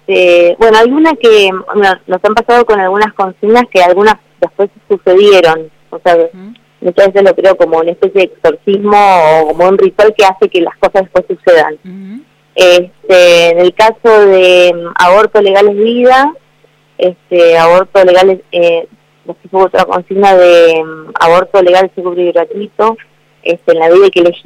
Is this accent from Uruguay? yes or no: no; Bahía Blanca, Buenos Aires Province, Argentina; Mirá que yo soy de la zona, soy de la zona. me crié y me formé en Bahía Blanca.